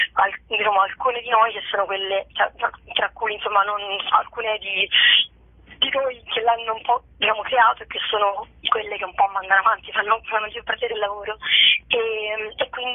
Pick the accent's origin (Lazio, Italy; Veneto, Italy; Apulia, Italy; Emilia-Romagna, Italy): Lazio, Italy; Rome; io sono romana